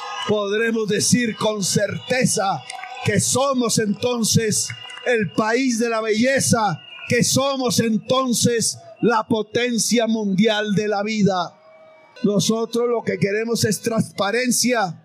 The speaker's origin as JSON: {"language": "Spanish", "region": "Córdoba", "country": "Colombia", "tie": "born or raised there", "said": "Invítenme a bailar porros en las veredas de mi pueblo campesino de Córdoba."}